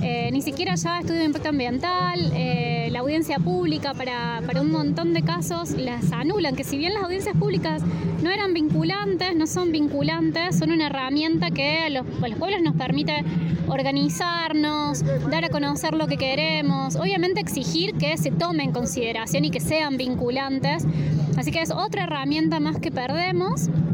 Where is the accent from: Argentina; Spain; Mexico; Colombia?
Argentina; Luyaba, Córdoba; porque por ejemplo yo soy de Luyaba